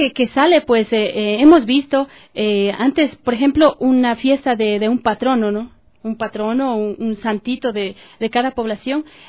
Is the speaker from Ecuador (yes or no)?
yes; Ecuador; son fiestas pues que son nuestra tradición, nuestra identidad como ecuatorianos